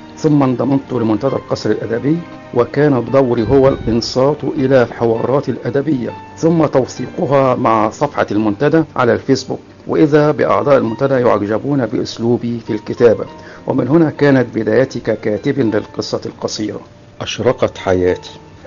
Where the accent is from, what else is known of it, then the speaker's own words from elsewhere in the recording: Cairo, Cairo Governorate, Egypt; also born or lived in Qena; أنا من مواليد أحد نجوع محافظة قنا عام 1953. انتقلنا إلى القاهرة وأنا في الثالثة من عمري